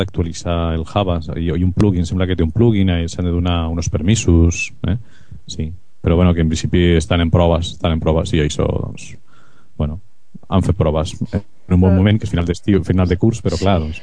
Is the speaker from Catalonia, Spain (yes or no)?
yes; Badalona, Catalonia, Spain; Badalona.